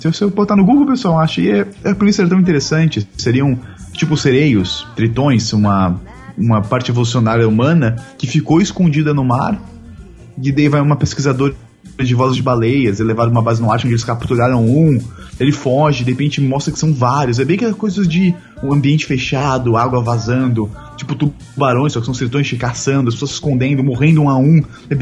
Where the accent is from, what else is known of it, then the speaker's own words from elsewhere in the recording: Russia; Eu sou russo, mas eu a diferença. Quando eu era jovem, eu tomava a vodka da minha avózinha, da minha baba.